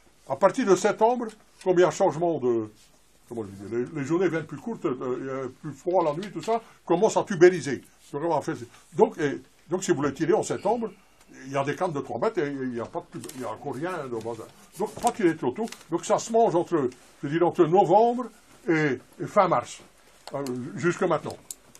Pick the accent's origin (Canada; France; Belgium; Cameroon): Belgium; parce que je vois qu'il y a beaucoup de Français, moi je suis belge.